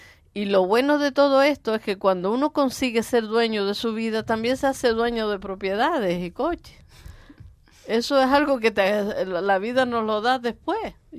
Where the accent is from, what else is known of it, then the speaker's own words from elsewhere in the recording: Valle Seco, Canary Islands, Spain; born there; also born or lived in Venezuela; allá empecé a ser empresaria. aunque nací aquí en Valle Seco, allí en el Sumacal, y esta es mi tierra, la que yo añoraba y a la que quería volver, y lo logré